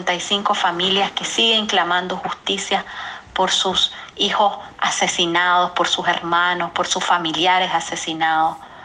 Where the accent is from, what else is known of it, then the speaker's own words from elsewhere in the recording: Nicaragua; ser nicaragüense. Ninguna dictadura va a arrebatarme jamás el amor que yo tengo por mi país, por mi tierra y mi compromiso con mi gente.